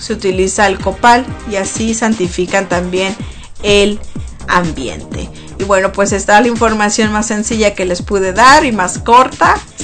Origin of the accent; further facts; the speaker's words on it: Mexico; tradición es muy bonita en México. Cuando ya ahorita se viene el Día de los Muertos, por lo menos en mi tierra, en mi pueblo, por allá, venden flores